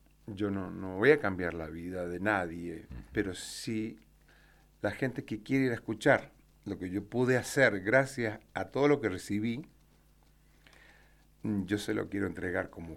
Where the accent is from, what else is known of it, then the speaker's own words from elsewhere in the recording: Mendoza, Argentina; yo nací y crecí aquí en Mendoza. Estudié primaria, secundaria, universidad.